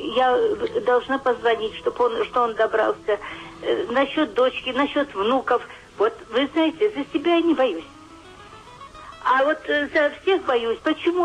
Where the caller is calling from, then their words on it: Kirov, Kirov Oblast, Russia; Да-да-да, я из Кирова.